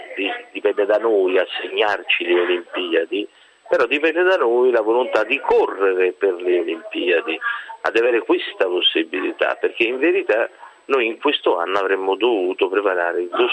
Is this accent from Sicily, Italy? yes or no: no; Rome, Lazio, Italy; Ora io penso solo una cosa, no, da romano, da italiano